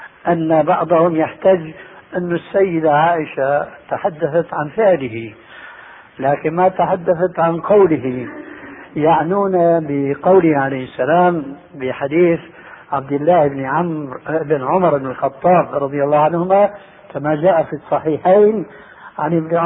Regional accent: Syria; عندنا في الشام يسمى المقدمة بالتذكير

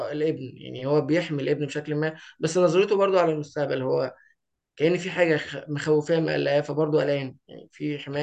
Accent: Egypt; مؤخرا بدأت أكتشف إن بلدنا جميلة بشكل ما، بلدنا تحديدا اللي هي قريتنا يعني، ومصر تحديدا

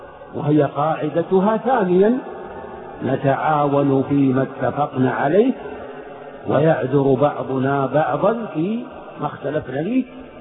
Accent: Saudi Arabia; في بلدنا المملكة العربية السعودية

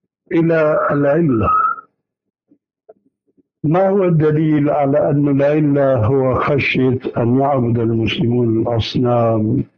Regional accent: Syria; وكما يقولون عندنا في الشام حطينا رجلينا مي بارد

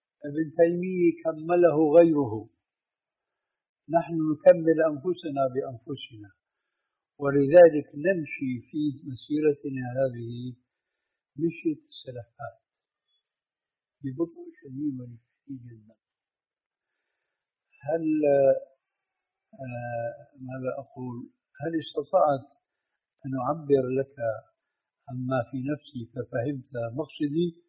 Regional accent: Syria; كما يقولون عندنا في سوريا ما عندهم بقى عمل إلا سد الحيطان أو إلقاء رجل على رجل.

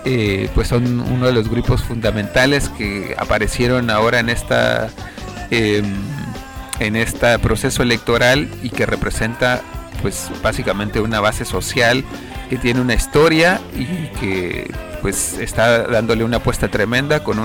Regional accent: Chile; pues como chilenos conscientes y también alegres para compartir y pasarse un buen rato

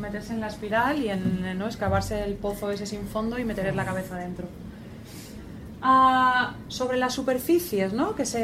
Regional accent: Valencia, Valencian Community, Spain; Yo soy de Valencia

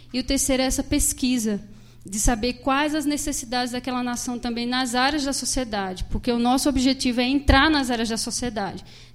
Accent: Paraíba, Brazil; now in Curitiba, Brazil; Eu, só para vocês se localizarem … sou da Paraíba. Estou aqui já faz 3 anos.

